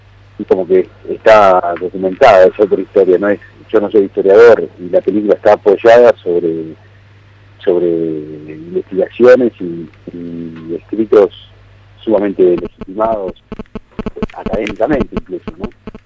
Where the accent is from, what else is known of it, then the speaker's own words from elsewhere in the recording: Buenos Aires, Argentina; Yo soy porteño.